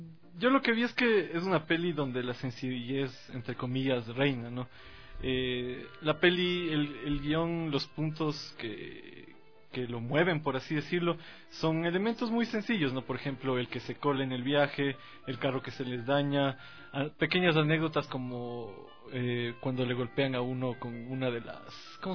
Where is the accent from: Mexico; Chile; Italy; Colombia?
Italy; el bar del pueblito donde yo crecí en Italia.